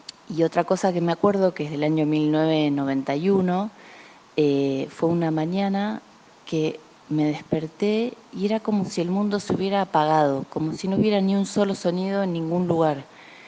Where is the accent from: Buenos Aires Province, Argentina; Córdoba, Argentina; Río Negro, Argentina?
Buenos Aires Province, Argentina; Remedios de Escalada; also born or lived in Mar del Plata; yo llegué a la ciudad de Mar del Plata en el año 1989, cuando mi mamá y mi papá decidieron vivir en esa ciudad y veníamos de Remedios de Escalada a Gran Buenos Aires.